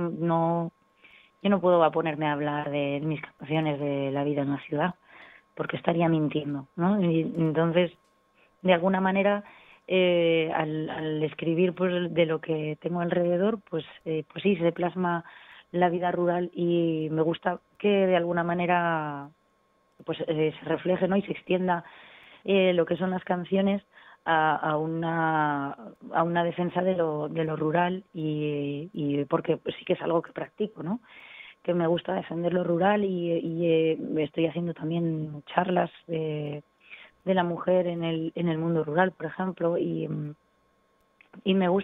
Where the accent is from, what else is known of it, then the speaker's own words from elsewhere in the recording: Alcorisa, Aragon, Spain; tengo la primera fecha a finales de enero en mi pueblo, en Alcoriza.